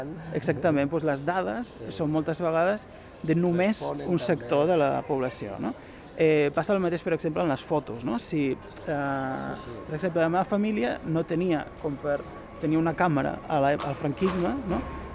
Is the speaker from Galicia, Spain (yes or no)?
yes; Galicia, Spain; jo com a gallec també tindria coses a dir de com cuineu a Barcelona